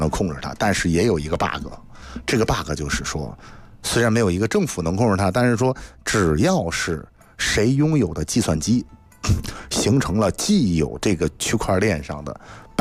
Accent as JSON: {"language": "Chinese", "country": "China"}